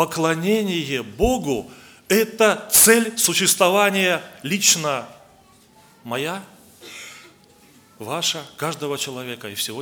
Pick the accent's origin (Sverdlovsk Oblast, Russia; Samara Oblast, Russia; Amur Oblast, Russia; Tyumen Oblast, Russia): Amur Oblast, Russia; Blagoveshchensk; я с Дальнего Востока, город Благовещенск, там мы несем служение. Я в церкви являюсь благовестником, проповедую Слово Божие.